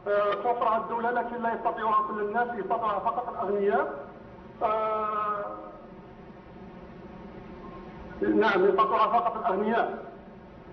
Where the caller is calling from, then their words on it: Algeria; الدولة عندنا في الجزائر توفر للناس ذوي الدخل الضعيف مساكن